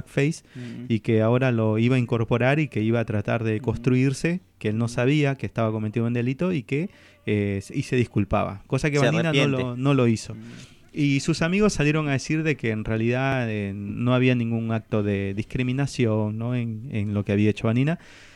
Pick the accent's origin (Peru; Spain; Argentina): Peru; nosotros como comunidad peruana